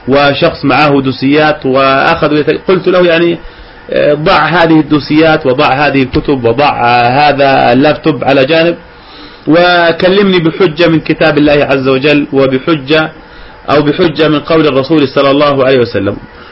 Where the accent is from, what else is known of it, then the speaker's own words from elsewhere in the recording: Jordan; عندنا في الأردن وبفضل الله عز وجل مجموعة وبالذات في منطقة إربد